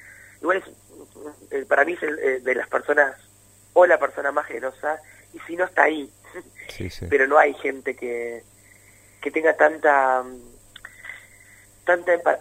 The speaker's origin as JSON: {"language": "Spanish", "town": "San Pedro", "region": "Buenos Aires Province", "country": "Argentina", "said": "nosotros que somos de San Pedro lo sabemos muy bien"}